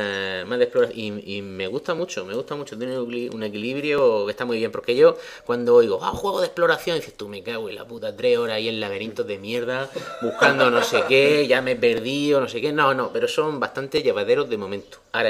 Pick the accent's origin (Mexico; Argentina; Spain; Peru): Spain; somos como somos, y los españoles siempre somos así